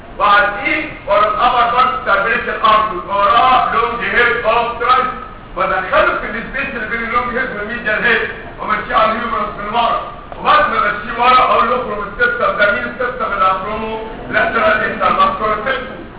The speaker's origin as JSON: {"language": "Arabic", "country": "Egypt", "said": "احنا كمصريين بنتحط جدا الى مثل اسوء الاستحاله."}